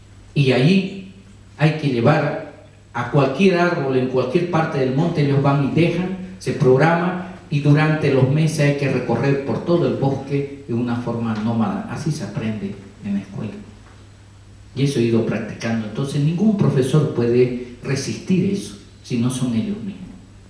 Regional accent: Bolivia; Cuando hablan Chacobo, que es de mi pueblo, están diciendo que manejamos el bosque.

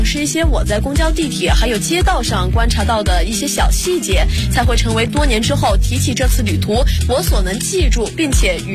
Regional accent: Hunan, China; 我们湖南人撒可是五辣不欢的嘞

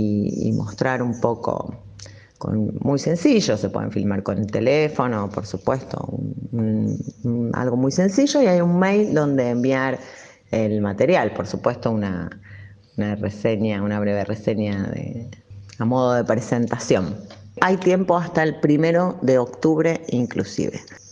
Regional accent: Rosario, Santa Fe, Argentina; now in Funes, Argentina; soy rosarina, actualmente vivo en la ciudad de Funes, en la hermosa ciudad de Funes.

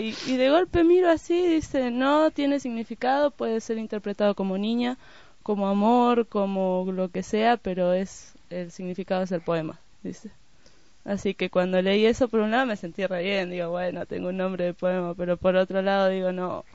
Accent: Argentina; Y yo soy la única de Argentina

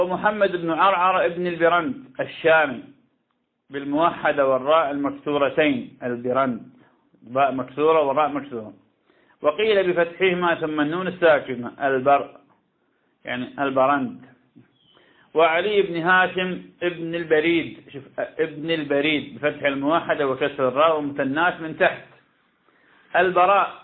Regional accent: Iraq; وهذا يحصل كثيرا كان عندنا في العراق

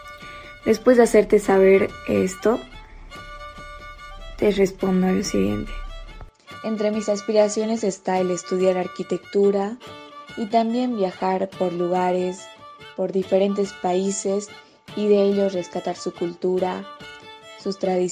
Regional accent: Tarija, Bolivia; born there; tengo 17 años, nací en Bolivia, en el departamento de Tarija.

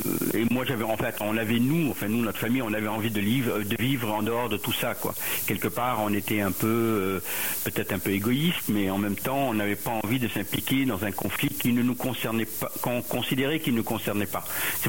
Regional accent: Lebanon; moved away; j'ai quitté le Liban, mais parce que nous, on n'a pas décidé de rester.

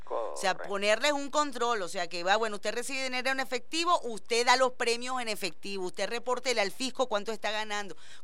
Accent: Venezuela; también ha corrompido a nuestra idiosincrasia, nuestros valores y nuestros principios como venezolanos

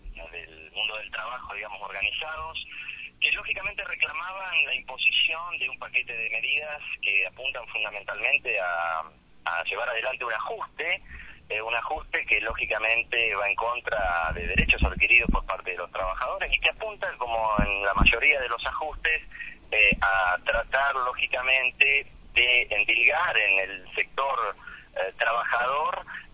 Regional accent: Lincoln, Buenos Aires Province, Argentina; now in Santa Cruz, Argentina; Yo soy originario del oeste de la provincia de Buenos Aires también. Soy de Lincoln, pero ya hace 13, 14 años que vivo en la provincia de Santa Cruz.

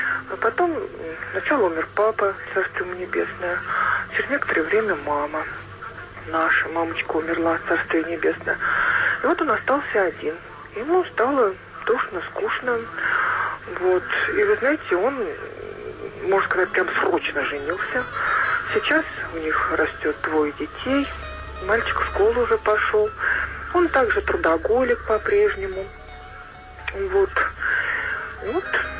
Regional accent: Nizhny Novgorod, Nizhny Novgorod Oblast, Russia; угу. Я из Нижнего Новгорода.

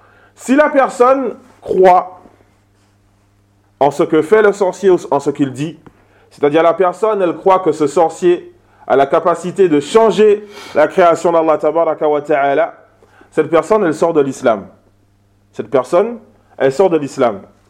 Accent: Martinique; Aux Antilles, hier, je parlais de ça avec un Guadeloupéen. Chez nous, en Martinique, c'est le même cas.

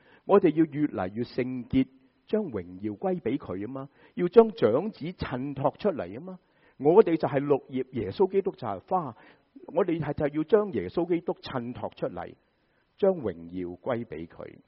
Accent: China; 好像我们中国人，我听过台山人都是这样

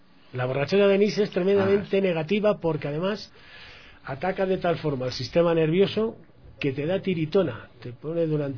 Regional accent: Spain; Una de las cosas que yo veo en diferencia de mi país, yo soy español, y entonces los españoles bebemos mucho

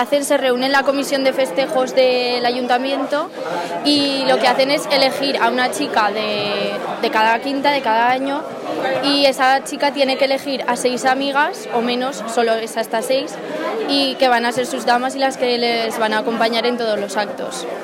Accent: Tauste, Aragon, Spain; Pues lo primero de todo, que es mi pueblo, la gente

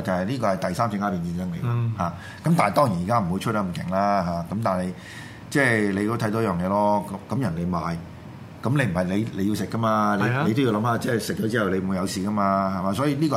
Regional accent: China; 我哋今日身為中國人，我哋就點樣如何？

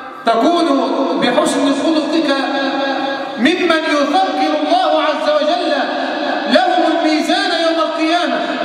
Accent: Egypt; اللهم احفظ بلدنا مصر من الفتن ما ظهر منها وما بطن

